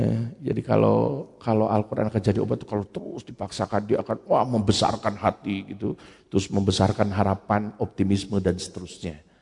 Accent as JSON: {"language": "Indonesian", "town": "Parigi", "region": "West Java", "country": "Indonesia", "tie": "born or raised there", "said": "Survei saya di Parigi ya, di tempat saya, di kampung saya, di Kidul gitu"}